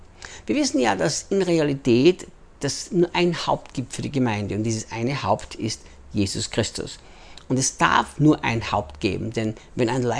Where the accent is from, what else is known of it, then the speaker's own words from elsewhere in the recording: Austria; moved away as an adult; also born or lived in United States; now in Brazil; ich bin Österreicher, in Österreich geboren, Österreich aufgewachsen, lebte dann 10 Jahre in den Vereinigten Staaten, arbeitete bei Morningstar Ministries mit Rick Chonamit und lebe seit 8 Jahren jetzt, fast 9 Jahren schon hier in Brasilien